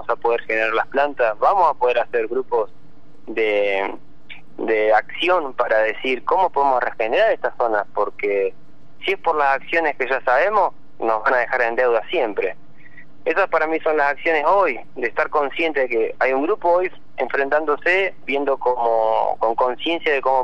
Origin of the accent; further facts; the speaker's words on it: Argentina; Yo creo que me da ese punto como de argentino, la verdad que tenemos tanto por disfrutar